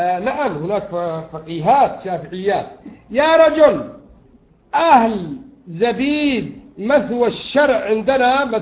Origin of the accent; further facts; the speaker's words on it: Yemen; يقولون بالذات أهل اليمن، وأنا يمني